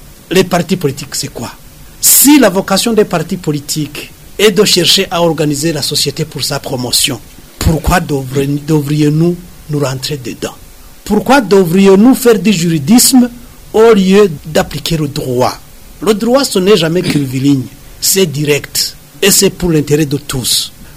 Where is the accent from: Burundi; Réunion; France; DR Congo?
Burundi; On est Burundais avant tout. Et on est Burundais après toute cette histoire-là de différence, de division, de tralala.